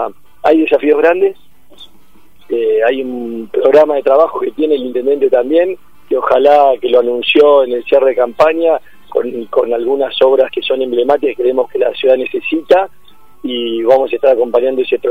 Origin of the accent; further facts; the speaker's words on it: Argentina; somos todos argentinos, estamos acá, y queremos lo mejor para nuestra patria